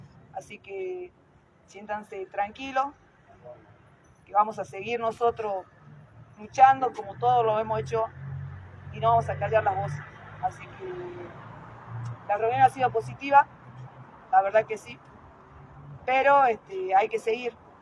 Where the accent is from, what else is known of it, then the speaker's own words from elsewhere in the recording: Jujuy, Argentina; con nuestra provincia, con nosotros que somos jujeños